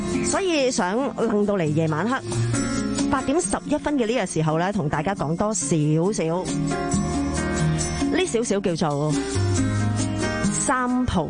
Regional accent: New Territories, Hong Kong; also born or lived in Kowloon; 我好新界，因为一直以嚟我都系住喺新界，连九龙都未出过，真系犀利啊！唔系、哦，我系由九龙搬去新界噶，严格嚟讲，虽然系已经冇乜记忆啦吓。总之大家好，我好新界啊！

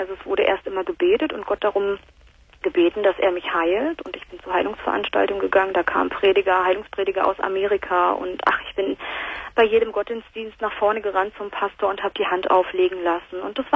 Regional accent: Berlin, Germany; now in North Rhine-Westphalia, Germany; ich komme gebürtig aus Berlin und bin nach Nordrhein-Westfalen gezogen

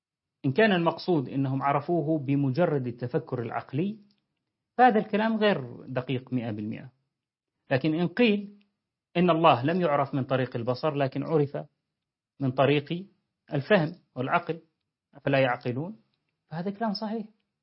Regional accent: Deir ez-Zor, Deir ez-Zor Governorate, Syria; عندنا في دير الزور

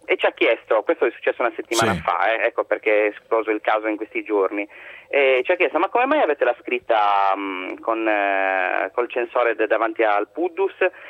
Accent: Sardinia, Italy; non siamo scozzesi, è vero, siamo sardi, però volevamo trasmettere la tipicità sarda in maniera ironica, ecco.

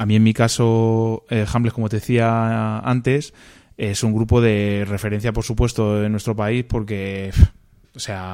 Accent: Illescas, Castilla-La Mancha, Spain; also born or lived in Toledo; now in Madrid, Spain; somos toledanos, aunque yo vivo en Madrid, pero vamos, soy de aquí, de Illescas de toda la vida y nací en Toledo

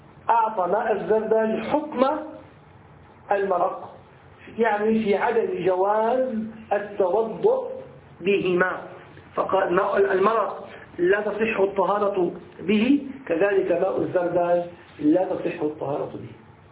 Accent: Syria; أنا أذكر يعني أنني أدركت عندنا في الشام كانوا يستعملونها عوض عن الصابون

